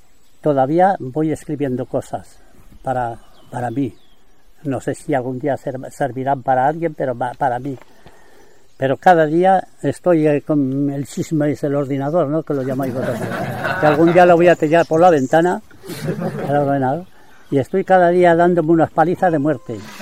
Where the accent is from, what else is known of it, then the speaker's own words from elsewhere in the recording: Angüés, Aragon, Spain; now in France; Así que no podía venir a estar en Angüés, por ejemplo, venirme a mi pueblo, ¿no? A mi pueblo estuve 32 años sin venir al pueblo.